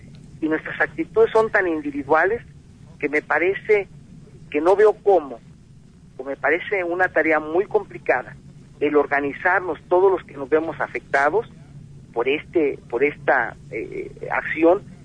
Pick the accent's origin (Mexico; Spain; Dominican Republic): Mexico; que las playas regresen a su posesionario original, que somos los mexicanos